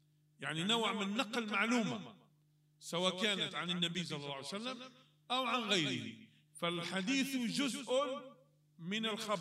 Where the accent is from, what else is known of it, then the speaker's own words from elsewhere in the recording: Morocco; واحد مات عندنا في المغرب